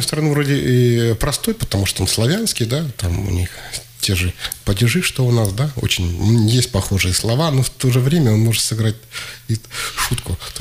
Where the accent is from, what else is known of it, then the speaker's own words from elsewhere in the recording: Krasnoyarsk, Krasnoyarsk Krai, Russia; born there; Вообще я родился в Красноярске.